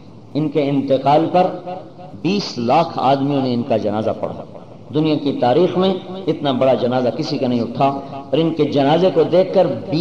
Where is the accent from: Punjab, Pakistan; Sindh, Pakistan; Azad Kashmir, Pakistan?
Punjab, Pakistan; Multan; میں نے کہا پاکستان سے ہوں. پاکستان میں کہاں سے ہیں؟ میں نے کہا ملتان سے ہوں.